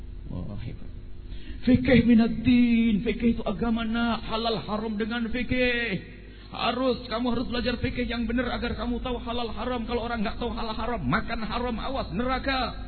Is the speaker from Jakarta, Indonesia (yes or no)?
no; East Java, Indonesia; now in Cirebon, Indonesia; Dulu waktu masuk Cirebon, kita pendatang orang dari Jawa Timur.